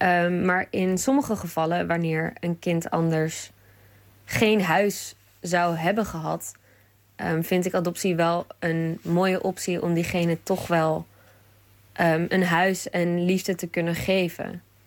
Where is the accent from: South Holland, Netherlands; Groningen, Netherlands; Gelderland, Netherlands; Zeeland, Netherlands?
Groningen, Netherlands; uit Groningen.